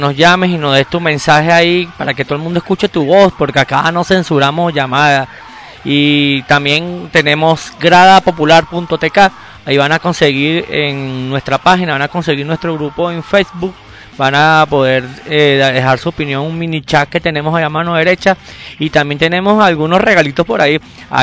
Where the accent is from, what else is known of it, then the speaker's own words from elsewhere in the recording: Venezuela; Eso nos enorgullece como venezolanos.